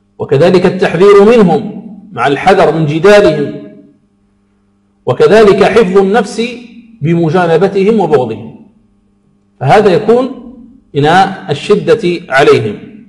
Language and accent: Arabic; Algeria; موجهة للدعاة في بلدنا الجزائر